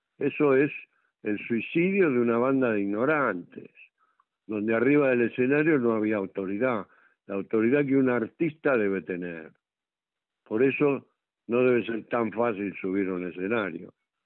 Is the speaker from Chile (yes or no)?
no; Argentina; que yo como buen argentino lo he amado desde chico